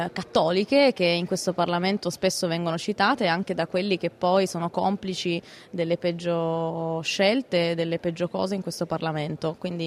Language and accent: Italian; Piedmont, Italy; Ma solo perché vengo dalla Valsusa